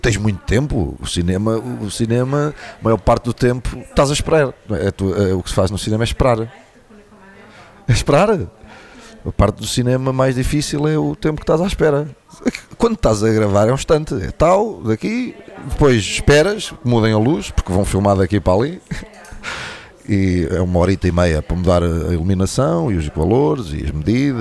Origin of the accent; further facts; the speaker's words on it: Gafanha, Aveiro, Portugal; sou da Gafanha, pá. A Gafanha é Costa Nova, Barra, as Gafanhas, e tem a ria e o mar. Eu cresci assim, à Tom Sawyer, com o mata e rio